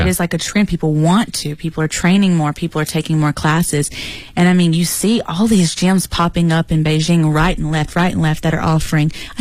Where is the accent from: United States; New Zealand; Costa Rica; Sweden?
United States; I'm very American